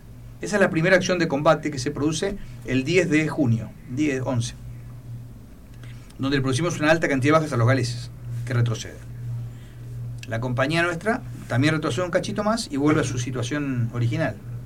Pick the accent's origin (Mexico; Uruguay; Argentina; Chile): Argentina; Nosotros no pensamos como ingleses, pensamos como argentinos.